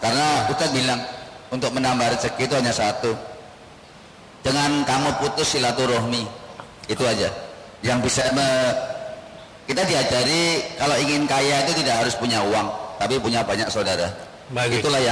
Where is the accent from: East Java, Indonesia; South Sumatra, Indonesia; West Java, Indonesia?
West Java, Indonesia; Tasikmalaya